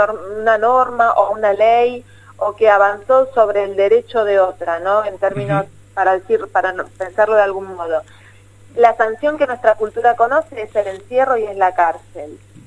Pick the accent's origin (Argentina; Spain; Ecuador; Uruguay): Argentina; Morón, Buenos Aires Province; yo soy de Morón, y en Morón hace ya varios años también armamos un programa local